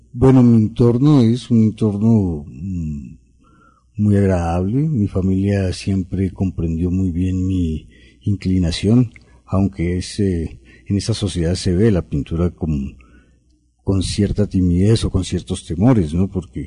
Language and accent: Spanish; Cali, Valle del Cauca, Colombia; moved away as an adult; es un aspirante a pintor, todavía estoy aspirando a llegar a pintor. Yo nací en Cali, viví en Colombia hasta los 25, 26 años de edad.